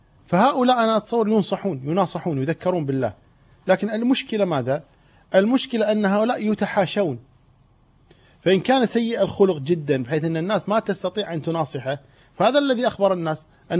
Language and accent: Arabic; Kuwait; إحنا نسمي عندنا بالكويت نقول ما يثمن كلامه